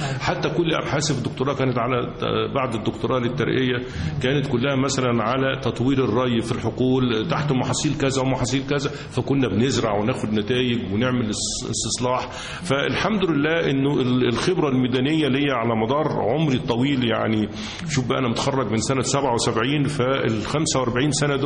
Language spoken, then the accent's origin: Arabic; Cairo, Cairo Governorate, Egypt; انا اساسا من القاهره، والوالد ايضا مولود في القاهره والجد مولود بالقاهره. ولما دخلت كليه الزراعه كنت خايف ان انا قاهري